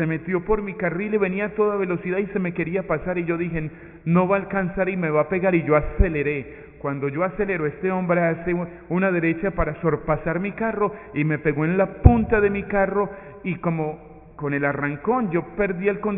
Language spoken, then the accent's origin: Spanish; Medellín, Antioquia, Colombia; now in United States; Yo soy colombiano, soy de Medellín y hace ya algún tiempo trabajé en Brooklyn. Ahora estoy trabajando en Long Island, en Valley Stream, cerca del aeropuerto Kennedy.